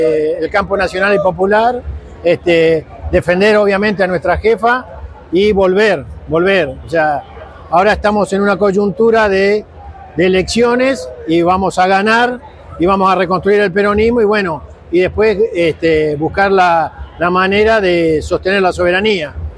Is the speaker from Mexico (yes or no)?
no; Argentina; Eso me moviliza como peronista, como argentino y como militante.